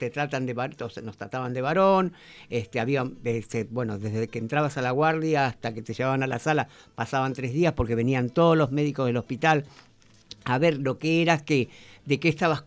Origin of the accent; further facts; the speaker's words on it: Mar del Plata, Buenos Aires Province, Argentina; Mar del Plata fue elegida, yo soy de Mar del Plata